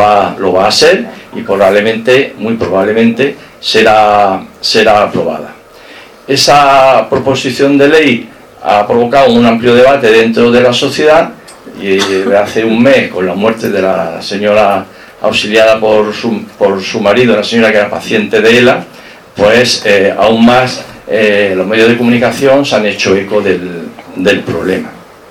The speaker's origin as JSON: {"language": "Spanish", "town": "Jaén", "region": "Andalusia", "country": "Spain", "lives_now": "Málaga, Spain", "said": "Y soy jienense, pero yo me siento, y así algún amigo me lo dijo, soy un malagueño de Jaén. Ya son muchos años los que llevamos aquí, hijas que han nacido aquí, nietos que han nacido aquí, y aquí espero terminar mis días en esta maravillosa ciudad"}